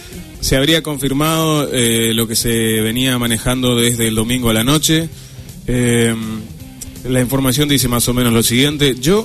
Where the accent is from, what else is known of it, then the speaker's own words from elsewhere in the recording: Corrientes, Argentina; yo llegué como acostumbrado a la seriedad de cómo somos los correntinos